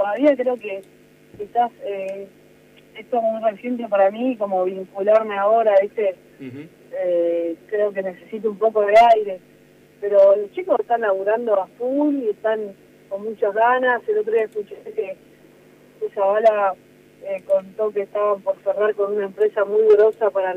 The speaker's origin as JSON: {"language": "Spanish", "country": "Argentina", "said": "nuestra situación como ciudadano argentino de un país que nos queda todo lejos"}